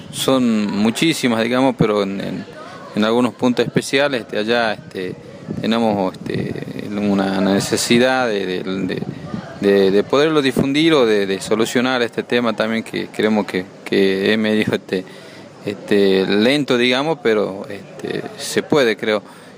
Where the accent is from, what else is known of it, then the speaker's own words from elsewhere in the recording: Morillo, Salta, Argentina; soy de Morillo, que es un departamento en la cual nos divide en dos porque está el río Bermejo, pero en este caso nosotros estamos en Rivadavia, Banda Norte, y sería en la Ruta 81.